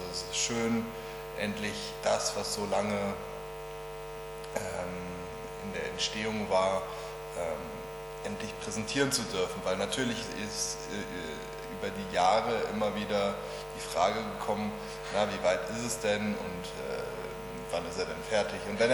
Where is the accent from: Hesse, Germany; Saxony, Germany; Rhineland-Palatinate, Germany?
Hesse, Germany; Nee, bei Wiesbaden. Das ist hier eine Waldregion, der Taunus. Ne? Und da im Taunus gibt es eine Waldsiedlung, in der sind wir groß geworden.